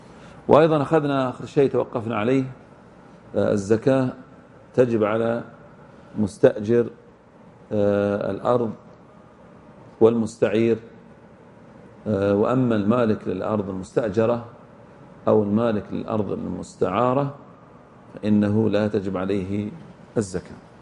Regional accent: Egypt; وحددها العلماء عندنا بمصر والشام والعراق

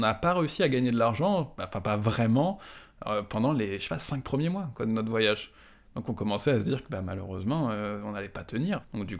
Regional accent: France; j'ai bénéficié aussi du fait que j'étais français.

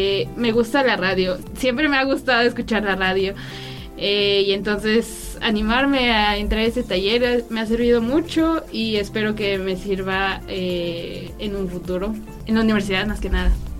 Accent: San Cristóbal de las Casas, Chiapas, Mexico; estudio en la Universidad Intercultural de Chiapas, LUNICH, y pues soy de San Cristóbal de las Casas.

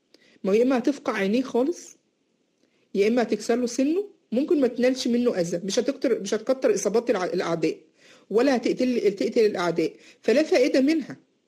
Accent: Egypt; اللي هو بيسموه عندنا في مصر النبلة

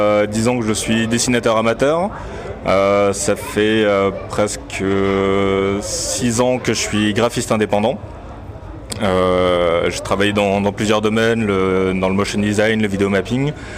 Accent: Colmar, Grand Est, France; now in Strasbourg, France; Il est alsacien, on est basé sur Colmar. Et voilà, moi après j'habite sur Strasbourg, mais à la base je suis de Colmar.

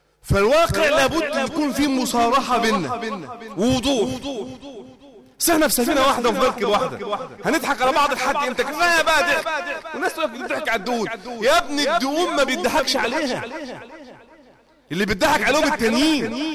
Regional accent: Egypt; يعني يا رجالة إحنا فلاحين، أنت مقتنع إن إحنا عندنا في مصر أزمة سكر؟

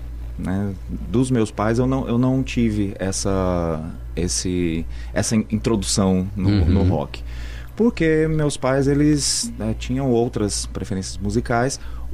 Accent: São Paulo, Brazil; Eu sou paulista.

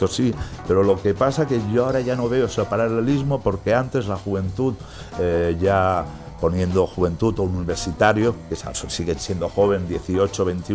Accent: Barcelona, Catalonia, Spain; born there; piensa que yo soy nacido en Barcelona. Barcelona es Cataluña, ¿vale?

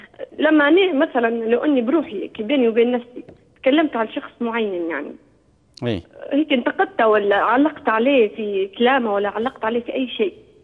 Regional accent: Libya; احنا لما مولود يجي عندنا في ليبيا يجيبوا له أهله

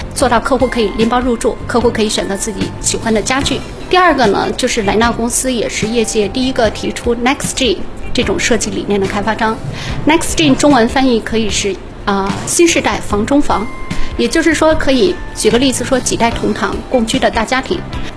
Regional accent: Miami, Florida, United States; 我是来自于美国的迈阿密

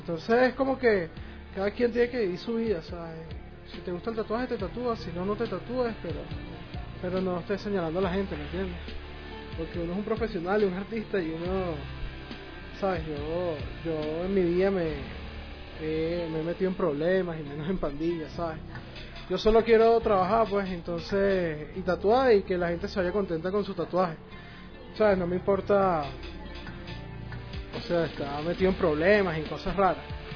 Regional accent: Venezuela; Lo que pasa es que yo soy de Venezuela.

